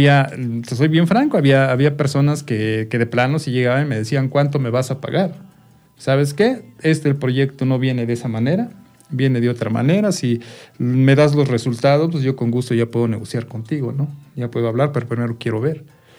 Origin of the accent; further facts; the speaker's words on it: Tepetlixpa, State of Mexico, Mexico; yo soy de Tepetlixpa, la mitad de los integrantes somos de Tepetlixpa.